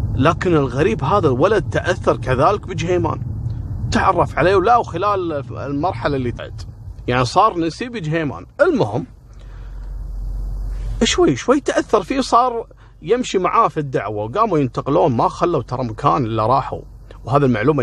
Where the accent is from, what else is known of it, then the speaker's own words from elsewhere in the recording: Kuwait; في عندنا في الكويت مطبعة اسمها مطبعة الطليعة